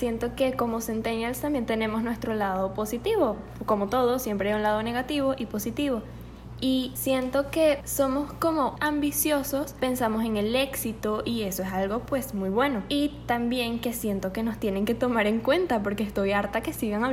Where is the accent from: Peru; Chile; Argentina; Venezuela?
Venezuela; now in Monterrey, Mexico; ella es Babi, somos primas, somos de Venezuela y actualmente estamos viviendo en Monterrey estudiando diseño de modas.